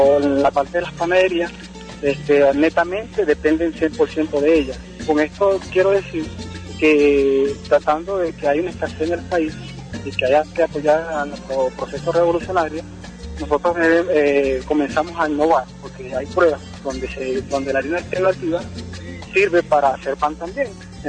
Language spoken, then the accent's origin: Spanish; El Tanto, Monagas, Venezuela; soy estudiante de la Bolivariana del Estado Monagas, soy de la comunidad del Tanto.